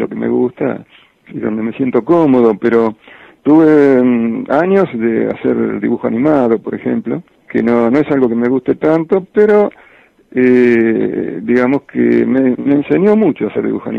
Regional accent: Villa Ramallo, Buenos Aires Province, Argentina; moved away as an adult; Mi primer trabajo se demoró un poco ante mi llegada a Buenos Aires. O sea, yo llego a los 18 años y reboto entusiastamente en varias editoriales con los dibujos que traía de mi pueblo, que es Villa Ramallo.

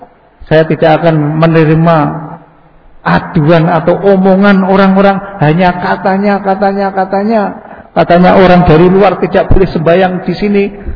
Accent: Bantul, Special Region of Yogyakarta, Indonesia; moved away; saya asli orang Jawa, jadi bahasa campur juga bisa, walaupun sejak 88 saya dinas di Kalimantan, Sulawesi, Jakarta, tapi saya isih gerado-gerado masih bisa bahasa Jawa. Karena aslinya saya mengkong Bantul.

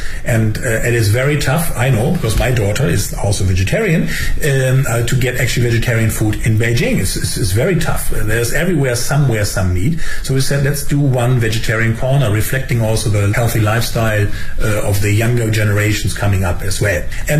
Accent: Germany; English is a second language

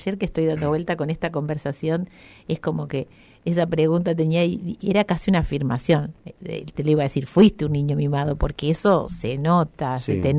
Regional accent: Colonia Barón, La Pampa, Argentina; also born or lived in Quemú Quemú; cuando yo nací en Quemuquemú y cuando era muy chica nos fuimos a vivir a Colonia Varón por el trabajo de mi viejo.

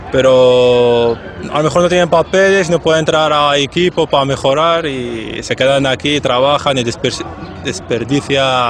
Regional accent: Morocco; now in Spain; Me siento marroquí y español. Más bien de aquí porque llevo más tiempo aquí.

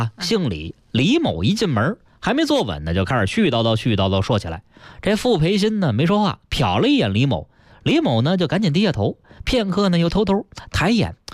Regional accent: Beijing, China; born or raised there

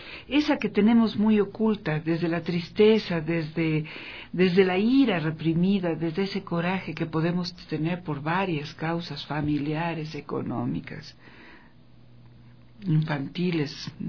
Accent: Ecuador; Esa es la codificación que como ecuatorianas, es urgente revertir, es urgente cambiar.

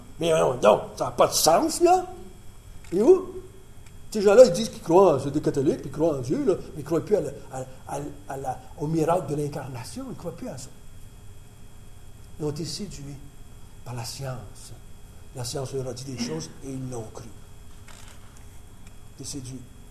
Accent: Quebec, Canada; quand je parle en tant que Québécois, j'ai été élevé comme catholique, comme la plupart d'entre vous. Là, 50 ans, quand je suis venu au monde, un peu plus que 50 ans maintenant

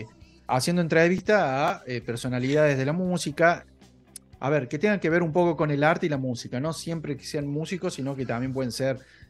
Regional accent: Córdoba, Argentina; soy el cordobés, estoy en Córdoba

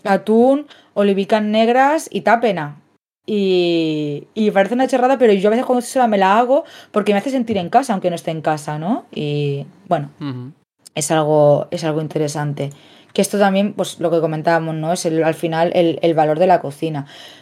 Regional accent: Catalonia, Spain; born there; Yo, por ejemplo, he nacido en Cataluña y no me siento una persona catalana, wow, barretina, wow, castellers, porque mi familia es de Murcia

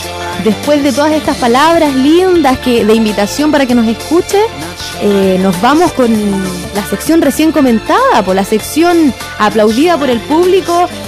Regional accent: Chile; nos mostraban un poquito lo que somos nosotros los chilenos

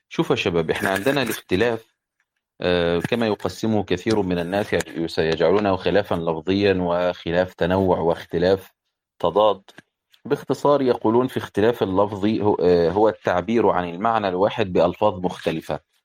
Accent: Upper Egypt, Egypt; أنا صعيدي يعني، فيجي جاري يقول لي مثلا هو أنت صعيدي

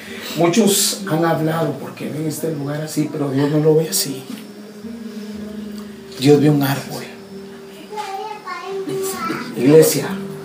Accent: Guatemala; Yo vengo de Guatemala.

